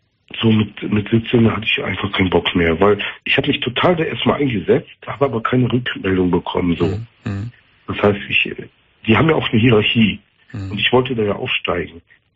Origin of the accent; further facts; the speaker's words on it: North Rhine-Westphalia, Germany; ich komme aus dem Kölner Raum